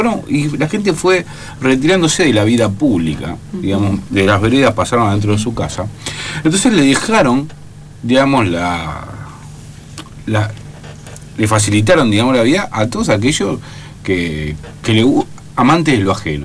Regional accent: Buenos Aires Province, Argentina; yo que vengo de la provincia de Buenos Aires, la provincia de Buenos Aires, ¿no?

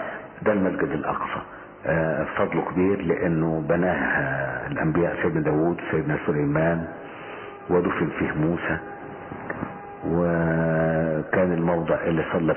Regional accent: Egypt; زي الإرهاب اللي عندنا في مصر كده

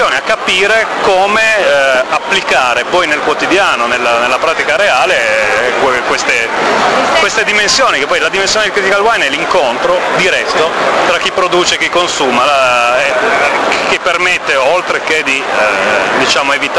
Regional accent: Piedmont, Italy; soprattutto per noi che veniamo dal Piemonte

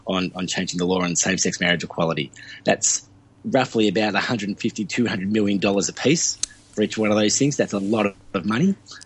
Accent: Ballarat, Victoria, Australia; Well, I come from Ballarat.

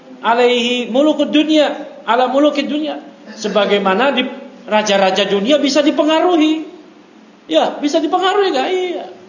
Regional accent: Bekasi, West Java, Indonesia; Alhamdulillah kita di Jabar, di Bekasi. Ya, masya Allah. Kita ini orang Bekasi.

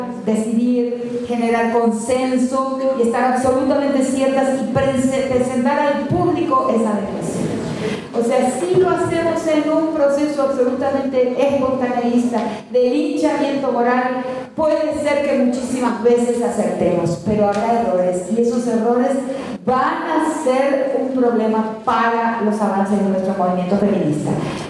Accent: Argentina; algo que estoy acompañando en mi país, ahí por muchas convocatorias de muchas madres, de muchos directores de colegios, de grandes colegios de la Argentina

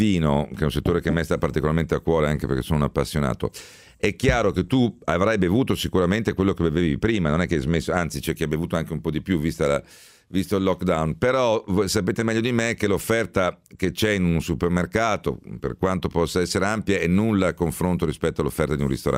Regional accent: Rome, Lazio, Italy; born there; Non dimenticare che sono nato a Roma.

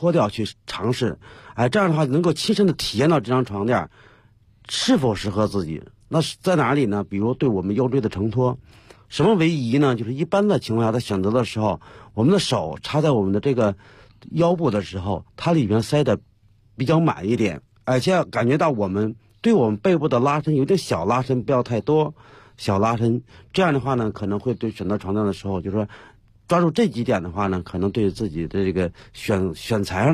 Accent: China; 就是为什么说我们中国人，尤其我们国内，还很多人在崇尚一种思想

